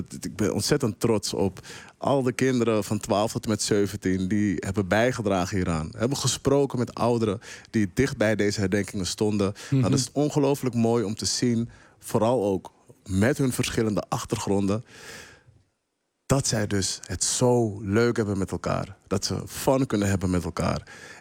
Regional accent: Amsterdam, North Holland, Netherlands; Nou, dat kan je dus echt zeggen als Amsterdammer.

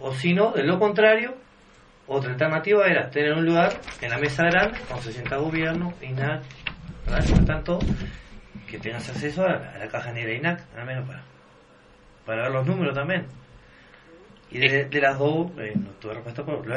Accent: Florida, Uruguay; siendo que yo soy de Florida

